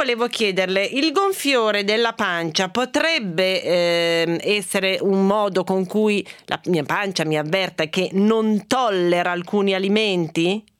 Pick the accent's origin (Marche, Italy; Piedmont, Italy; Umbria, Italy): Piedmont, Italy; Perché sono piemontese?